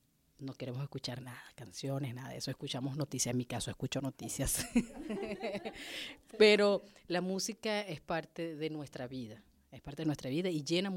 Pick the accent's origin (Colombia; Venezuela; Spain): Venezuela; Barcelona, Anzoátegui; crecimos con eso en mi tierra, en Barcelona, estaba Anzoátegui.